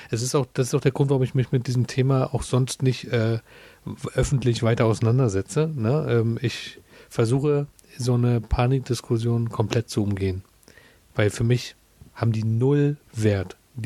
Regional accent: Germany; Du, ich bin in der DDR groß geworden.

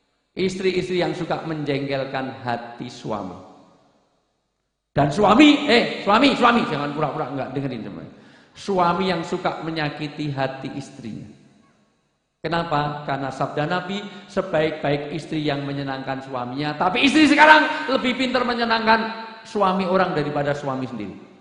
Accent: Special Region of Yogyakarta, Indonesia; saya orang desa, Bu, saya orang Jogja

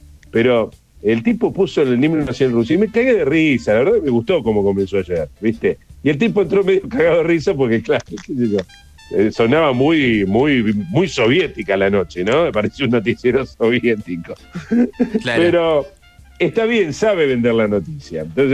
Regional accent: Santa Fe, Argentina; Claro, santafesino. Tengo la pesada herencia de ser hijo de santafesino y ser santafesino también, porque me siento santafesino.

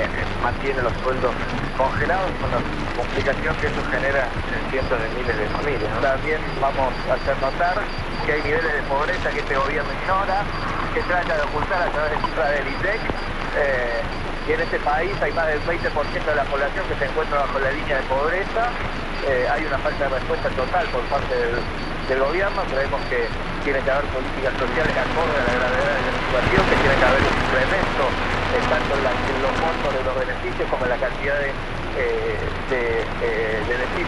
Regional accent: Argentina; como pueblo argentino

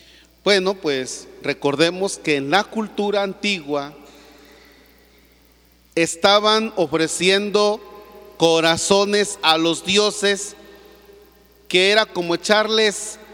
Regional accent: Mexico; muchos que en estos días andamos en la peregrinación, no necesariamente estamos siendo buenos mexicanos.

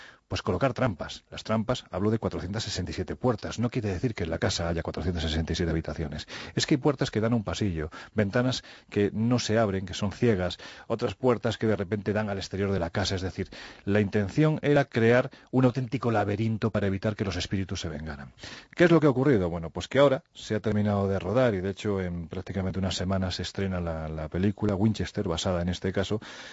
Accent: Andalusia, Spain; lo que ya sabes que yo soy andaluz sin gracia

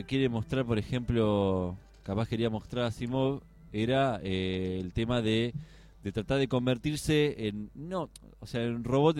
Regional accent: Ezpeleta, Buenos Aires Province, Argentina; born there; Nací acá, nací en Espeleta. Soy argentino.

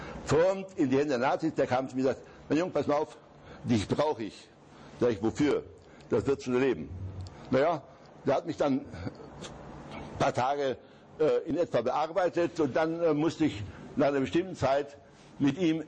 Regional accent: Zabrze, Silesian Voivodeship, Poland; Beuthen liegt von Hindenburg, von meiner Heimat, immerhin 15 Kilometer entfernt.

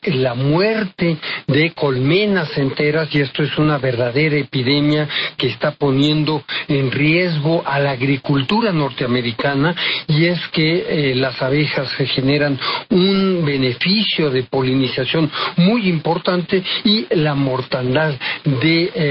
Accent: Mexico; ahí tenemos como mexicanos la situación de que estamos entre dos.

